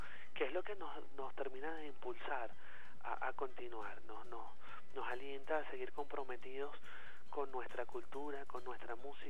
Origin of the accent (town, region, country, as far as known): Venezuela